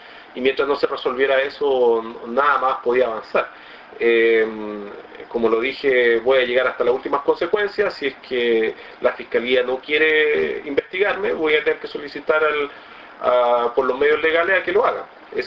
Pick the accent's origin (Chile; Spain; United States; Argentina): Chile; creo que tenemos que ser decentes como chilenos